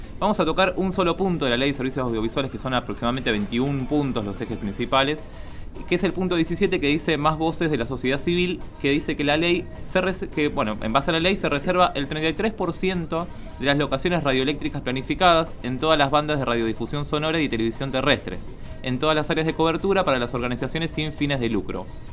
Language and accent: Spanish; Colón, Buenos Aires Province, Argentina; en Colón, provincia de Buenos Aires, que es de donde yo vengo, que es un pueblito, es una ciudad de 30.000 habitantes, 40.000 habitantes.